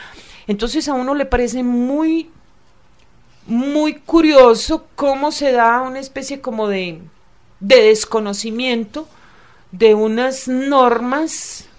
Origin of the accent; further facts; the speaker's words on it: Antioquia, Colombia; Pero lo que somos los antioqueños no nos podemos dar pues de mucha nobleza ni mucha aristocracia